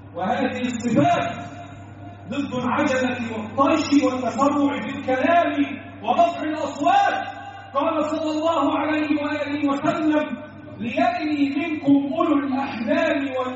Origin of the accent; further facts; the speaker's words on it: Egypt; اللهم احفظ بلدنا مصر وسائر بلاد